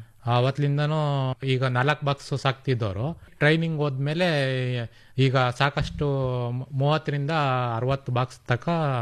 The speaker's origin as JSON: {"language": "Kannada", "town": "Doddaballapur", "region": "Karnataka", "country": "India", "said": "Sir, ಶ್ರಾವಣೂರಿಂದ ಬಂದಿದೀವಿ ನಾವು. ದೊಡ್ಡಬಳ್ಳಾಪುರ ತಾಲೂಕು, ಬೆಂಗಳೂರು ಗ್ರಾಮಾಂತರ."}